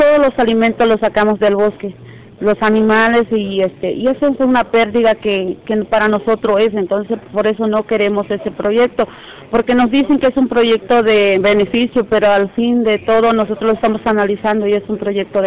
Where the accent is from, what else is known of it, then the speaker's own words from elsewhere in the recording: San Pedro Tututepec, Oaxaca, Mexico; vengo de la costa de Oaxaca, pertenezco a la Costa Grande, que es el municipio de San Pedro Tututepec.